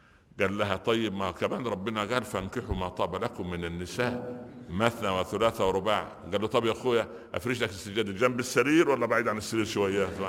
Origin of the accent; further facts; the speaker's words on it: Upper Egypt, Egypt; زار شيخا جليلا عندنا في الصعيد مصر